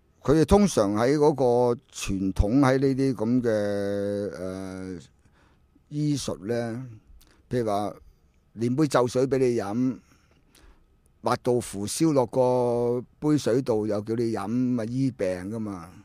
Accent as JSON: {"language": "Cantonese", "country": "Hong Kong", "said": "我香港人該死唔使病咁咪收"}